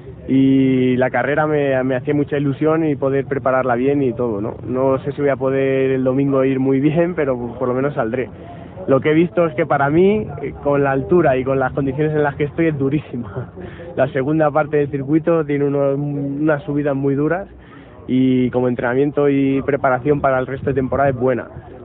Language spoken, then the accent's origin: Spanish; Spain; now in Italy; vivo en Italia desde hace 4 años, pero me considero más español que italiano, de todas maneras.